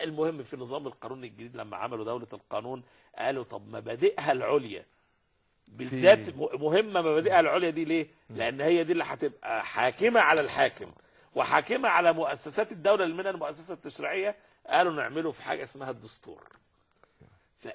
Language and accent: Arabic; Egypt; وأنا مصري وده عراقي